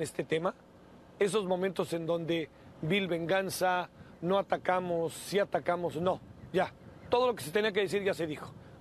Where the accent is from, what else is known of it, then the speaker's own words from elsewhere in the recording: Mexico City, Mexico; en general el calor es difícil para los que venimos como de la Ciudad de México